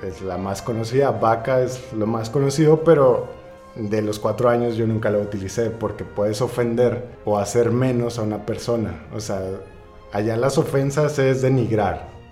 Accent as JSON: {"language": "Spanish", "country": "Mexico", "said": "Uno como mexicano dices, ya ando mareado y le paras."}